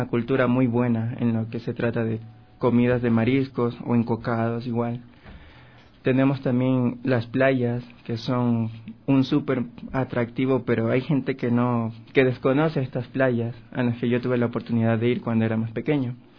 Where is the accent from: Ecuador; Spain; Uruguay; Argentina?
Ecuador; Esmeraldas; Claro, exactamente soy oriundo de Esmeraldas, de la provincia Verde.